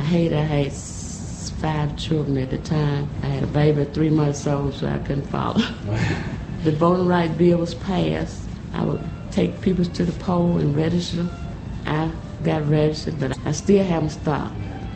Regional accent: Alabama, United States; I was born in Perry County. I've been there all of my life.

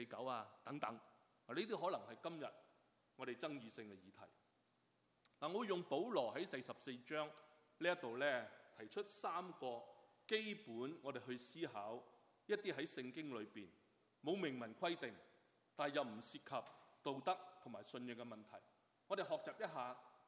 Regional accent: China; 我们中国人更加是不会浪费，不会浪费。

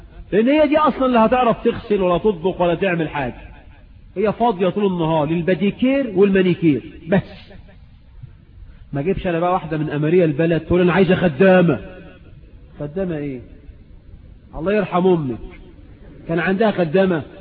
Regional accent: Egypt; والعرف عندنا في مصر عموما ان تخدم المرأة

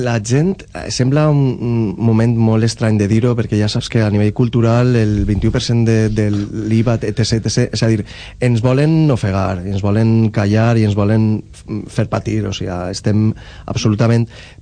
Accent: Valencian Community, Spain; si te n'adones, pràcticament tots som valencians

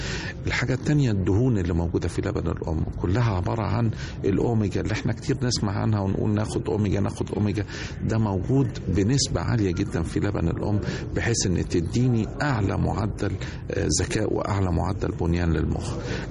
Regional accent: Egypt; عمالة تتقلص عندنا في مصر

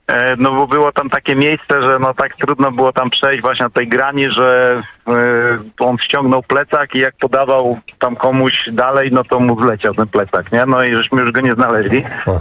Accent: Opole, Opole Voivodeship, Poland; ja z Opola

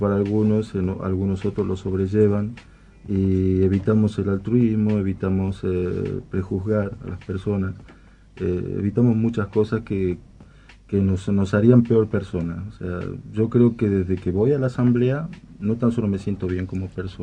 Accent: Tucumán, Argentina; now in Buenos Aires, Argentina; De Tucumán.

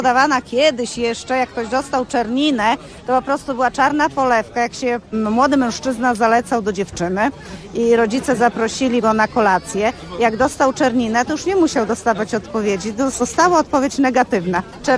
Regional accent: Podlaskie Voivodeship, Poland; nasza kuchnia jest typowo taka podlaska, bo my jesteśmy z Biebrzańskiego Parku Narodowego.

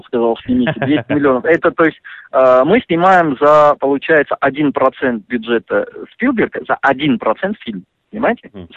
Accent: Russia; first language Russian; Мой родной язык — это русский язык.

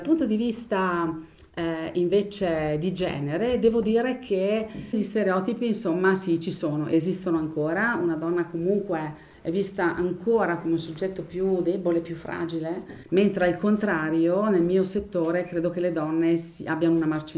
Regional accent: Folgaria, Trentino-Alto Adige, Italy; ho 58 anni e sono di Folgaria

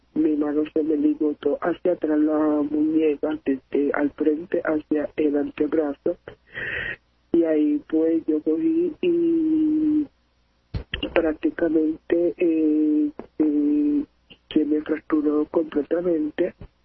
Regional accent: Carolina, Puerto Rico; Yo soy del pueblo de Carolina.

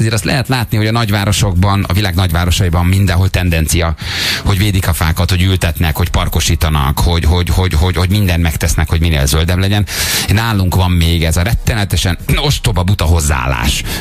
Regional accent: Budapest, Hungary; én mondjuk 4 éves korom óta a harmadik kerületi lakos vagyok, nagyon sokat vagyok, meg voltam a római, meg ott is nőttem föl.

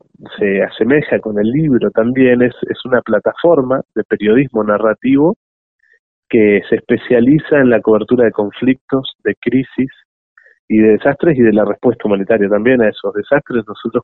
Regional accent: Bariloche, Río Negro, Argentina; born or raised there

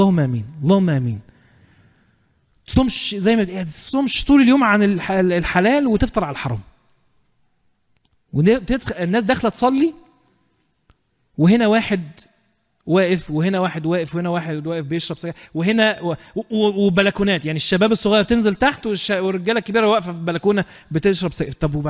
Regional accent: Egypt; واحنا كمصريين بنموت ان احنا نحشي اي حاجة شايفينها

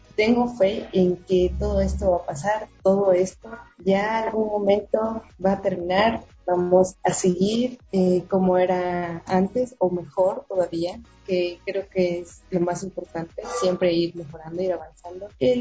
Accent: Ecuador; para salir de aquí del país a representar a todos nosotros como ecuatorianos

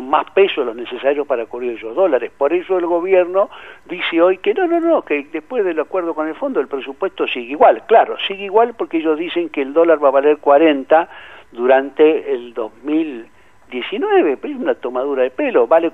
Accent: Argentina; el resto de los argentinos, los que no somos acreedores del Estado

